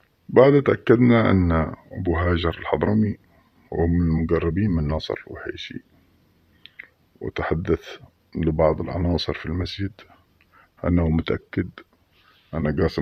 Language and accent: Arabic; Mukalla, Hadramaut, Yemen; مثل ما حصل عندنا في المكلا